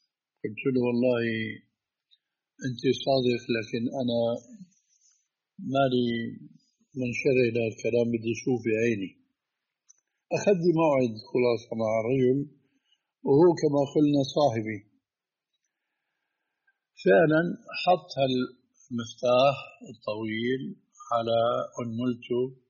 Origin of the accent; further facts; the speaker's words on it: Damascus, Damascus Governorate, Syria; هذه كانت تستعمل عندنا في دمشق